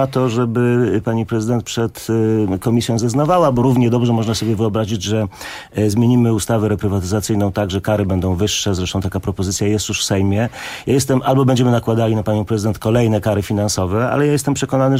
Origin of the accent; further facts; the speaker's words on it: Warsaw, Masovian Voivodeship, Poland; a jako warszawiacy, jako Polacy mamy europejskie ambicje